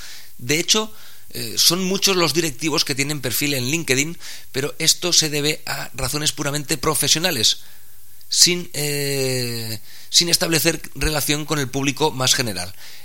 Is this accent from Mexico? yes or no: no; Spain; Los más reacios a gastar en Internet pues somos los españoles